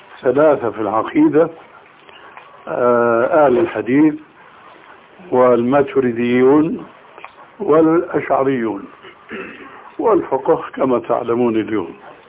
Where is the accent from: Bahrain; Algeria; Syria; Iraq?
Syria; أما جماهير الناس كما يقولون عندنا في سوريا هاتي دخل امشي